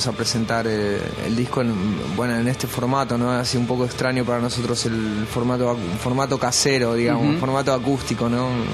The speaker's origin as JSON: {"language": "Spanish", "country": "Argentina", "lives_now": "Bilbao, Spain", "said": "Porque en Bilbao, la verdad es que no somos muchos argentinos viviendo en Bilbao."}